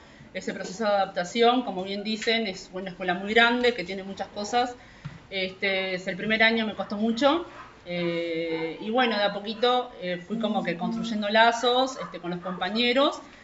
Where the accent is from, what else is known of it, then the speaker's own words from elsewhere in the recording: Rivera, Uruguay; viví toda mi infancia allá, parte de mi adolescencia, tuve que salir del pueblo cuando fui a estudiar magisterio, me fui a la propia ciudad de Rivera.